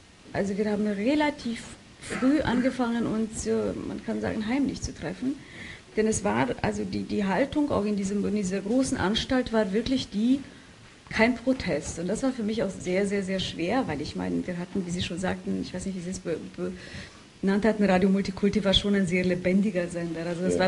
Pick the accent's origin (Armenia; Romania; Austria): Romania; war meine Heimatstadt Rumänien, in Rumänien europäische Kulturhauptstadt.